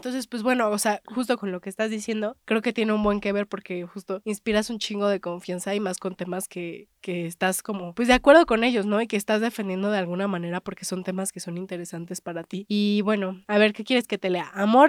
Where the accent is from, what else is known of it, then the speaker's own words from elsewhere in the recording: Oaxaca, Mexico; inclusive en Oaxaca, de donde yo soy